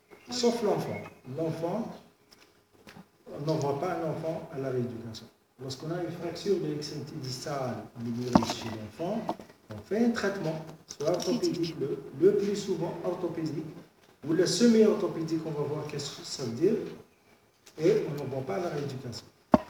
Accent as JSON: {"language": "French", "country": "Algeria", "said": "Parce que chez nous, en Algérie, on n'a pas, si vous voulez, des statistiques."}